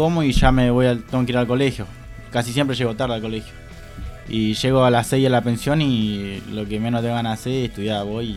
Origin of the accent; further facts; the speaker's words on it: Acebal, Santa Fe, Argentina; Bueno, yo soy de Rosario Acebal